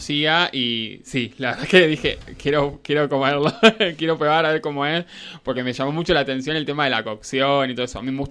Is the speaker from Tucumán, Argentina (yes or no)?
no; Lobos, Buenos Aires Province, Argentina; moved away as an adult; Yo nací en Lobos, me caí en Lobos, me fui a vivir a Capital Federal para hacer los estudios universitarios.